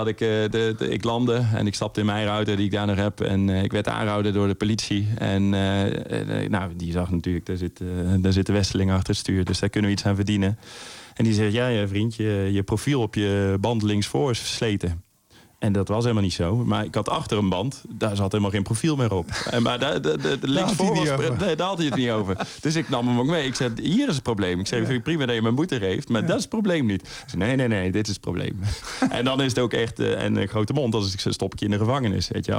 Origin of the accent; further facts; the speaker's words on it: Helmond, North Brabant, Netherlands; born there; Maar ik ben in Helmond geboren.